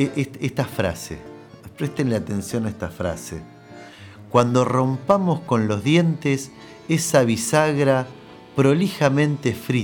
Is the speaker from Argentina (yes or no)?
yes; Argentina; Pero nosotros, que somos argentinos, y capaz que el anillo lo podemos poner en una empanada.